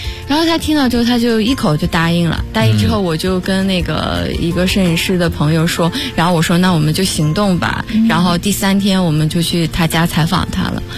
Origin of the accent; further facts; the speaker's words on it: Shandong, China; 我是山东人。